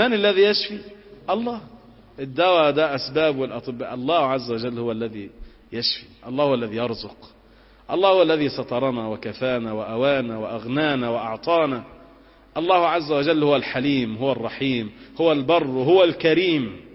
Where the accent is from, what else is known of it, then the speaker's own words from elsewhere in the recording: Egypt; أن ينزل على بلادنا مصر الأمن والأمان والسكينة والاستقرار